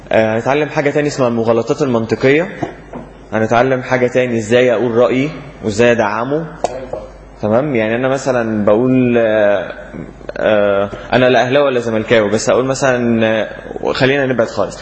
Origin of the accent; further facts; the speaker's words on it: Egypt; وده الاختلاف الاساسي بيننا كمصريين وبين اي دولة او شعب تاني في التفكير